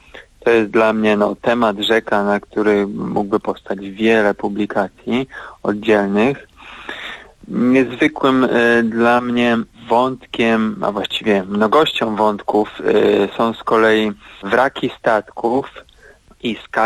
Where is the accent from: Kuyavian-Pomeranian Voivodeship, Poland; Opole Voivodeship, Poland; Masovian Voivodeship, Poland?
Kuyavian-Pomeranian Voivodeship, Poland; odniósł się do moich rodzinnych stron, czyli do Kujawsko-Pomorskiego